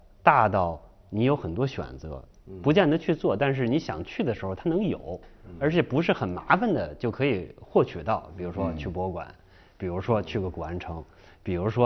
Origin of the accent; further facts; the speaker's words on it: Beijing, China; 因为我小时候在北京长大，而且我现在住的地方呢，还就是小时候生那附近的